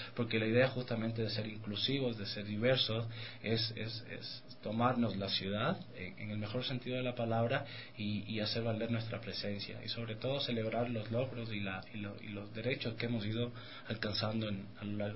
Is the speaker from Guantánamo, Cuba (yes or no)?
no; Havana, Cuba; now in Ecuador; Soy originalmente de La Habana, Cuba.